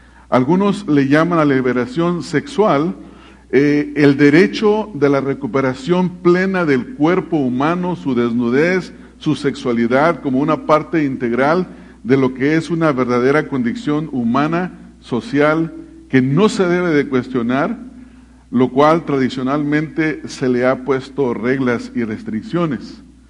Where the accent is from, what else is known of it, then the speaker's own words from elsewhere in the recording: Mexico; en México, en el país de donde yo vengo